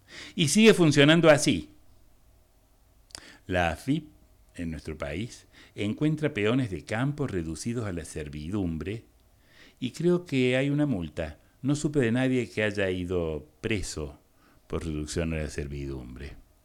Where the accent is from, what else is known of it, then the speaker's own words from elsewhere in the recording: Argentina; soy argentino, ¿qué le voy a hacer?